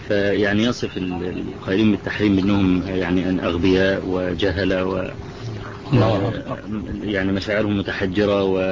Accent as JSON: {"language": "Arabic", "country": "Egypt", "said": "نعم موجودة عندنا في مصر هذه المجلة."}